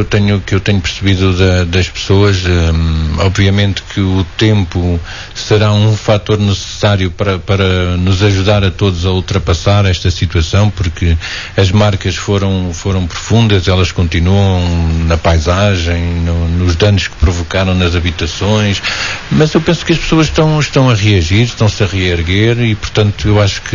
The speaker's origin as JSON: {"language": "Portuguese", "country": "Portugal", "said": "como bons portugueses, vamos deixar tudo para quinta-feira"}